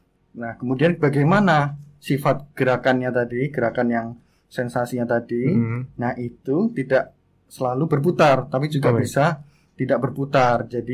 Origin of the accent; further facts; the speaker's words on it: Sleman, Special Region of Yogyakarta, Indonesia; Saya asli dari Jogja.